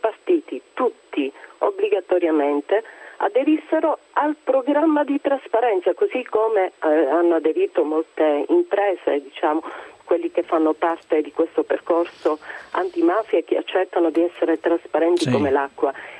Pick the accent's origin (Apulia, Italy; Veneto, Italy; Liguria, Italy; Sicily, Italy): Sicily, Italy; Io oltre a essere italiana sono siciliana